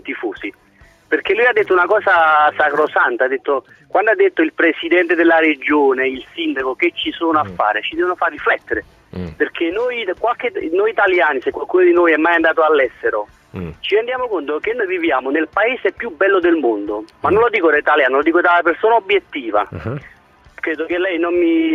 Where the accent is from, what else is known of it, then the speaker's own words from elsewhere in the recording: Naples, Campania, Italy; born there; now in Modena, Italy; Io sono un tifoso napoletano, sono nato a Napoli, però per lavoro vivo in provincia di Modena.